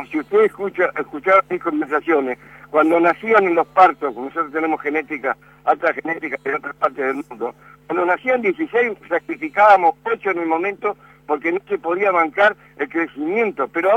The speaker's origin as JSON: {"language": "Spanish", "country": "Argentina", "said": "Yo estoy en este momento en la granja y como argentino y patriota y luchador, yo no voy a cerrar."}